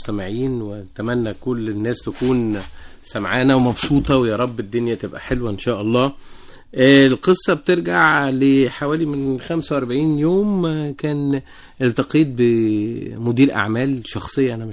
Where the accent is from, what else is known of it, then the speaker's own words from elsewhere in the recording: Egypt; يعني إحنا بالنسبة لنا كمصريين